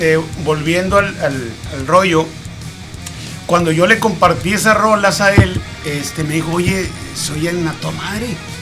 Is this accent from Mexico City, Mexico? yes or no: no; Pueblo Yaqui, Sonora, Mexico; Yo vivía en Obregón, yo soy de ahí del Valle del Yaqui. Ah, ok. De Pueblo Yaqui, para ser más exacto.